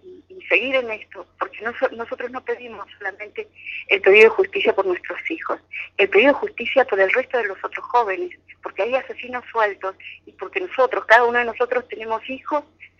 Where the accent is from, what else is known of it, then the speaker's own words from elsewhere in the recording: Argentina; Yo soy de Argentina y desde ese momento que nos encontramos empezamos a trabajar juntas.